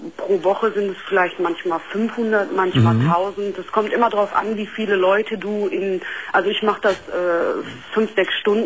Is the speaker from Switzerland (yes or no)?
no; Syria; Ja, weil ich bin komme aus einem Land, wo das nicht so üblich ist. Also ich bin gebürtige, ich komme aus Syrien